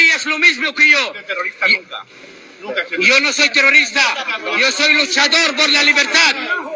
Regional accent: Palestine; soy palestino y con mucho orgullo defendí mi tierra, defendí mi causa

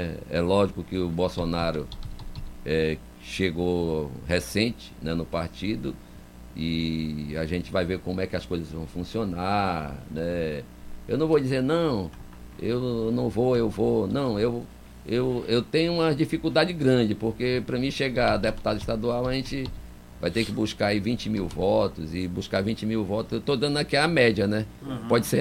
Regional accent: Manaus, Amazonas, Brazil; born there; nossa cidade querida, que eu nasci em Manaus... Daqui não pretendo sair.

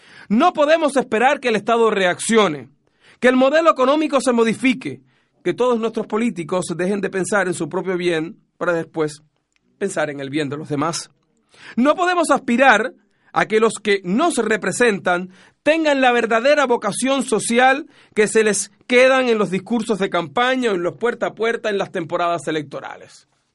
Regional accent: Chile; nosotros como chilenos o los que vivimos acá

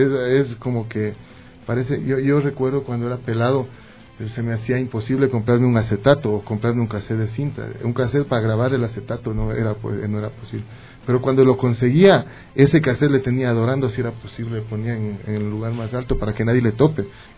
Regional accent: Ecuador; somos grupos ecuatorianos haciendo rock ecuatoriano.

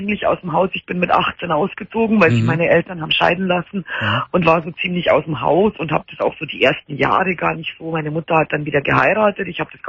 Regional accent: Bavaria, Germany; Ja, so drei halbe, wie man bei uns in Bayern sagt, vom stärksten Bier.

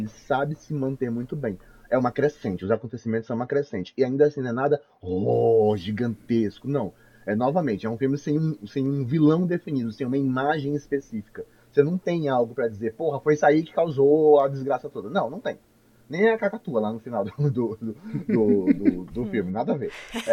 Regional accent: Amazon, Brazil; como amazônida que sou, eu sempre esqueço que peixe-boi é um bicho que tem no mar também

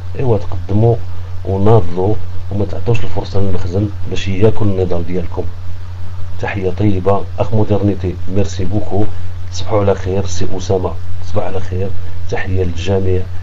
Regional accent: Morocco; انا علماني مغربي

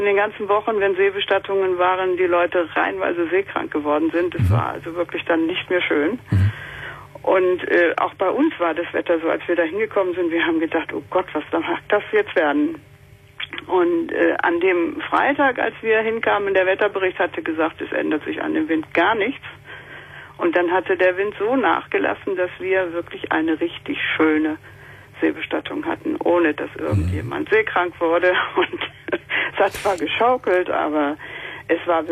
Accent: Schleswig-Holstein, Germany; werde also in meine alte Heimat nach Schleswig-Holstein ziehen.

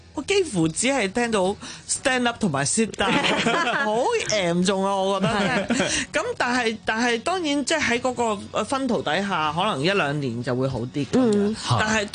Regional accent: Hong Kong; also born or lived in Fujian; 我老家系喺福建，咁我嗰阵时咧，我哋我系好细，我两三岁嚟香港啦。

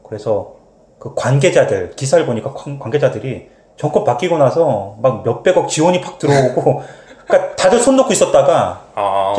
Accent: South Korea; 저도 아무래도 한국 사람이다

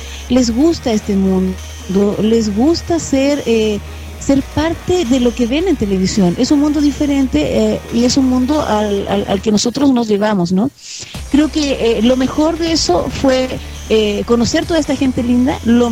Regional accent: Chile; te pillas así como, pero ¿por qué, si soy chilena?

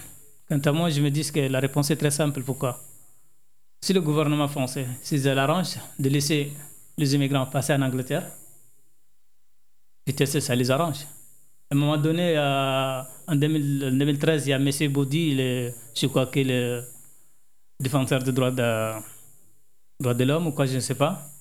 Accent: Chad; moved away as an adult; now in France; Oui, depuis 2013. Je suis en 2013 ici à France. En France, j'ai obtenu mon titre de réfugié en tant que tchadien, en tant que demandeur d'asile tchadien

